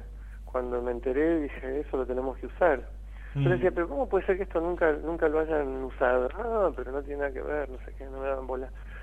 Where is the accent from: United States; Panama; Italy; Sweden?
United States; Porque yo me mudé acá para tocar con ellos. Yo crecí en Estados Unidos. Y me pasé de los 11 a los 27 años en Estados Unidos.